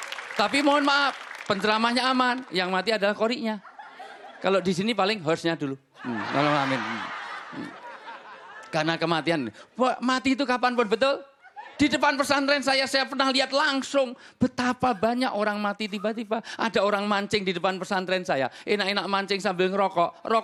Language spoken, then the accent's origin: Indonesian; Java, Indonesia; orang mati, terutama di Jawa, saya asli orang Jawa